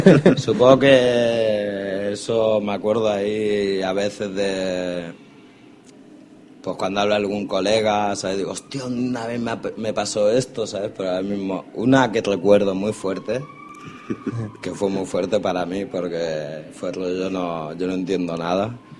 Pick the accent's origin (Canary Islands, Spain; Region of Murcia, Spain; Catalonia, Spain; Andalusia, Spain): Catalonia, Spain; Barcelona; Y yo dije, señora, que soy de Trinidad Vieja. ¿Sabes? Yo no sé si me vieron de muy morenito de piel o algo, ¿sabes? O no lo sé, pero me quedé flipando, ¿sabes? Me diciendo, me están echando de mi propia tierra